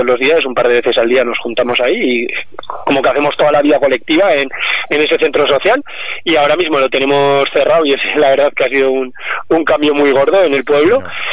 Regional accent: Artieda, Aragon, Spain; soy de Artieda, que es un pueblo que está aquí en la misma comarca, muy cerca del cuartel general de Radio Espíritu

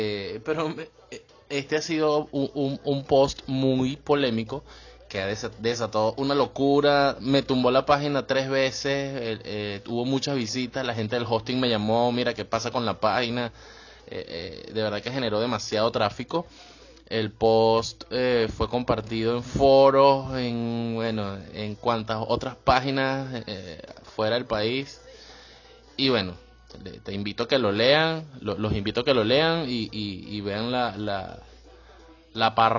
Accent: Venezuela; moved away; me incluyo porque soy venezolano

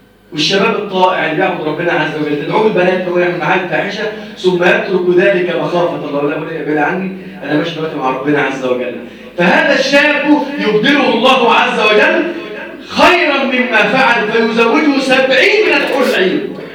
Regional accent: Egypt; اللهم احفظ بلدنا مصر وسائر بلاد المسلمين يا رب العالمين

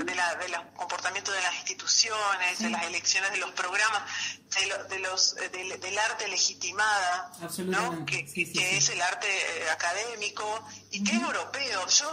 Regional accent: Brazil; moved away; Una de mis características es que no soy exactamente de ningún lugar. El lugar donde más viví fue Brasil, digo, empezando por ahí. Yo crecí en Brasil desde los 5 años

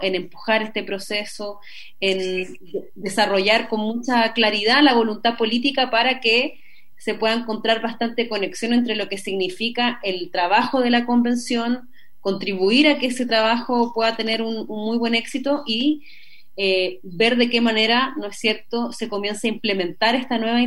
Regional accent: Coquimbo, Chile; also born or lived in Copiapó; now in Santiago, Chile; Nací en Copiapó, criada en Coquimbo.

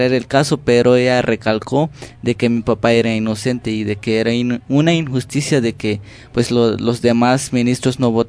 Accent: Chiapas, Mexico; first language Tzotzil; Spanish is a second language; vengo del estado de Chiapas, de la lengua tzotzil.

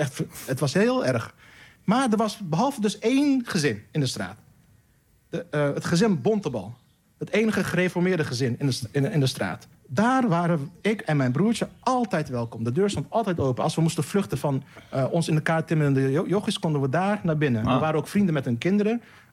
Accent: Rotterdam, South Holland, Netherlands; Ik groeide dus op in Rotterdam-Zuid, in een wijk waar ik werd elke dag uitgescholden voor K-Turk

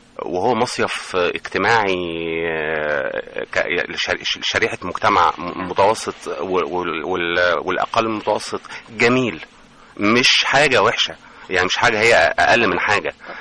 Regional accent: El Mahalla El Kubra, Gharbia, Egypt; احنا عندنا في المحله، احنا بلد قريبه جدا من راس البر، راس البر بينها وبيننا حوالي ساعه ونص،

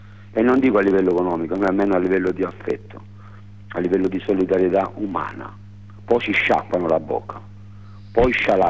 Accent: Apulia, Italy; Stamattina alle 11 ci sta un tavolo tecnico a 60 km dal mio paese, proprio a Gagliano del Capo

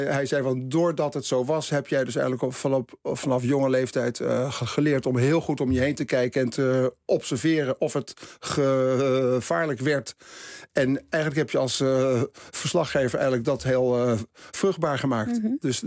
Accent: Haarlem, North Holland, Netherlands; Ik kwam uit Haarlem, dat is toch dicht bij Amsterdam.

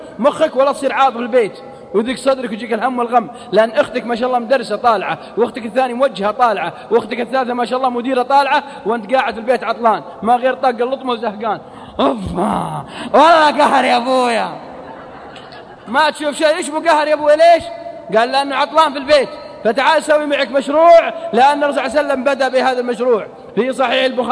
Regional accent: Al-Qassim, Saudi Arabia; accent: Qassimi; على لهجتنا القصيم

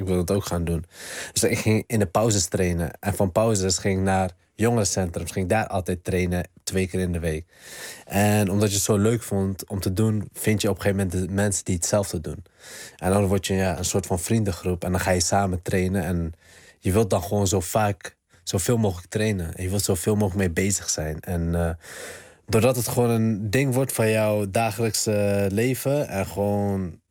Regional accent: Netherlands; Natuurlijk, ik ben opgegroeid in Nederland. En Nederland heeft mij ook gemaakt voor wie ik ben.

